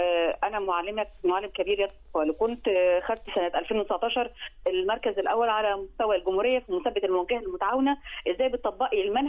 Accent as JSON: {"language": "Arabic", "country": "Egypt", "said": "أنا خدتها بشكل من أكون كهويتي كمصري"}